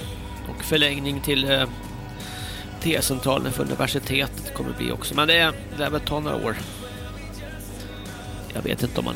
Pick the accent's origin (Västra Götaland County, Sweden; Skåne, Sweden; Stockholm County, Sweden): Stockholm County, Sweden; Stockholm; Jag kommer från Stockholm